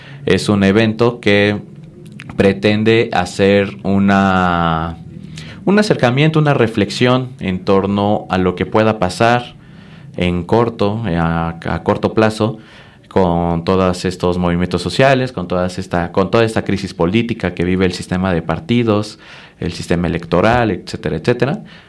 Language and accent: Spanish; Chiapas, Mexico; Yo soy originario de Chiapas y también allá pues estuve completamente inmerso, ¿no?